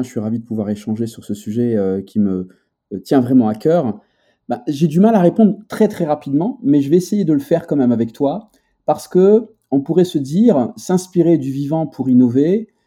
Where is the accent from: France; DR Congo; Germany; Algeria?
Algeria; Algiers Province; y compris là où j'ai grandi, maintenant, c'est une ville, alors que c'était la campagne avec des forêts, avec des animaux sauvages qui venaient nous visiter, et maintenant, c'est la banlieue d'Alger.